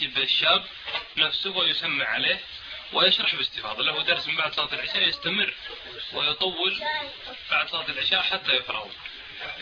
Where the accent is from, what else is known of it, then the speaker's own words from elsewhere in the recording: Buraidah, Al-Qassim, Saudi Arabia; انا حضرت مجموعة من الاخوان في القصيم عندنا في بريده